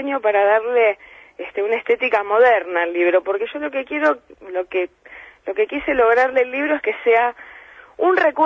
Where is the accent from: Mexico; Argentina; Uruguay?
Argentina; Lomas de Zamora, Buenos Aires Province; Quizás eso en Lomas de Zamora, de donde yo soy, no pasa, ¿no?